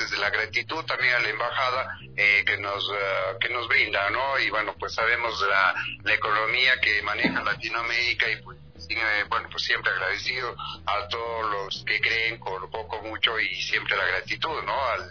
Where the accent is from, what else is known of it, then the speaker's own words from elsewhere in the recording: Ecuador; Realmente es un honor para mí como ecuatoriano, sabiendo muy bien que este país tiene esa riqueza cultural tan grande